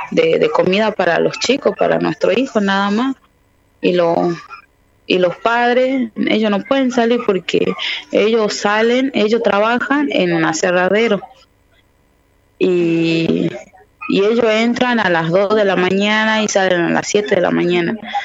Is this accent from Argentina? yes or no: yes; Tartagal, Salta, Argentina; de Tapiete, de Tartagal, Salta. Y sí, pertenezco al Movimiento de Mujeres Indígenas por el Buen Vivir.